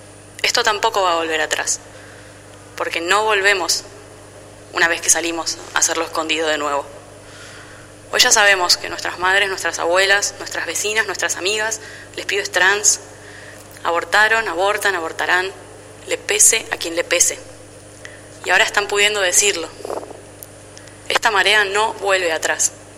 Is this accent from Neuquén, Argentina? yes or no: no; Bahía Blanca, Buenos Aires Province, Argentina; now in La Plata, Argentina; Vivo en La Plata, pero vengo de Bahía Blanca.